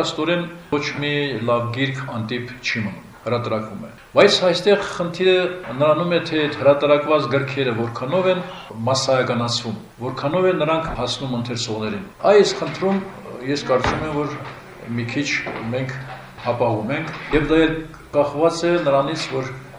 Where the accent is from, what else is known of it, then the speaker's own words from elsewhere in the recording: Nagorno-Karabakh, Azerbaijan; առավել ևս ես որպես արցախցի խոսեմ նաև Արցախի այսպես պահով